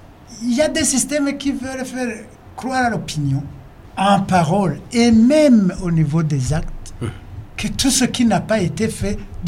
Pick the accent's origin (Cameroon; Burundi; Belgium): Burundi; Je suis burundais comme tous les autres.